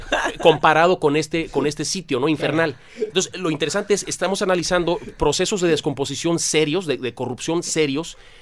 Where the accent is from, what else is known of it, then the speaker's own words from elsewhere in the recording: Tampico, Tamaulipas, Mexico; now in Monterrey, Mexico; Yo no, yo soy de Tampico, Mataulipas.